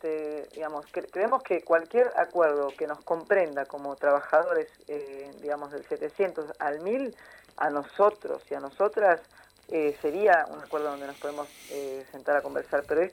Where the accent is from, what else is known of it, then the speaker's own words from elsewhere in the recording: Argentina; also born or lived in Venezuela / Brazil; yo me formé en Venezuela, viajé a España, viajé a Brasil, viví muchos años en Brasil. Soy argentina